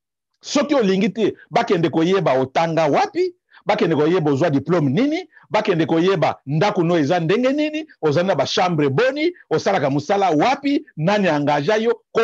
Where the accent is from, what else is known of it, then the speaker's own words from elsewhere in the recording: DR Congo; je suis congolais. 100%.